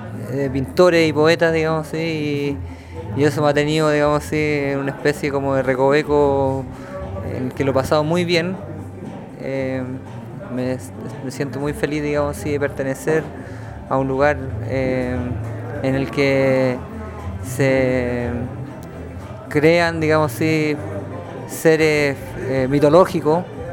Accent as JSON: {"language": "Spanish", "country": "Chile", "said": "soy un músico chileno"}